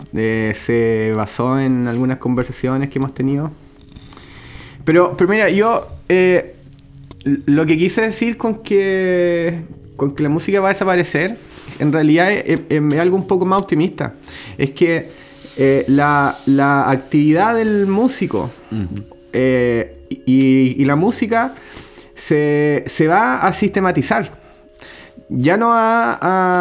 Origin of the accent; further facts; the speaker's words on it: Concepción, Biobío, Chile; yo soy de Concepción, nací en Concepción y en realidad casi toda mi vida ha transcurrido como en un radio de, yo diría como 6 kilómetros.